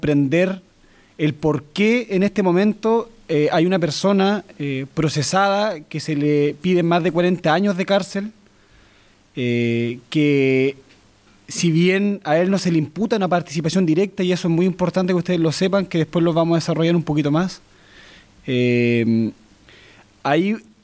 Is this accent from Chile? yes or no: yes; Chile; yo también soy parte del Los Rofue, nacido y criado en el Los Rofue